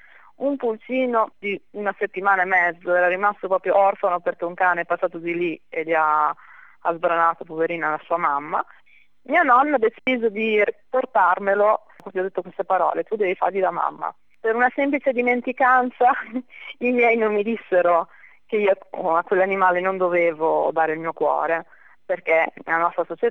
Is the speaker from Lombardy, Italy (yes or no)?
no; Bologna, Emilia-Romagna, Italy; sono di Bologna, sono laureata in legge qualche anno fa